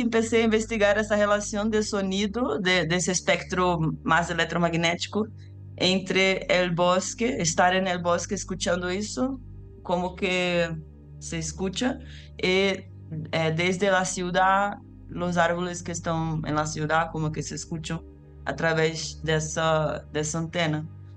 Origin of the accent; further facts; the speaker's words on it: Rio de Janeiro, Brazil; Spanish is a second language; yo soy de Rio de Janeiro, Rio de Janeiro tiene un gran bosque que se llama Floresta da Tijuca, que ocupa más territorio que la propia ciudad